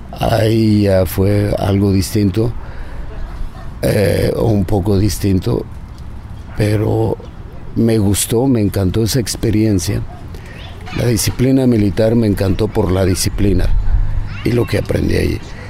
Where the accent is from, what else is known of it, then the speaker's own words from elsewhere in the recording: State of Mexico, Mexico; crecí en un pueblo. Yo nací en la Ciudad de México, pero mis padres me llevaron al estado, que son pueblos. Era un pueblo, era como un barrio, pero no un barrio de ciudad, sino un barrio de donde hay una casa por aquí, otra casa por allá